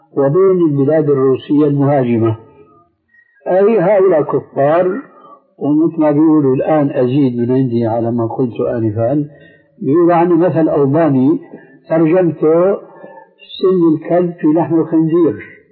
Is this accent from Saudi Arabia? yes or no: no; Syria; إذا سمحت كني بيقول عندنا في الشام كني وغطاؤها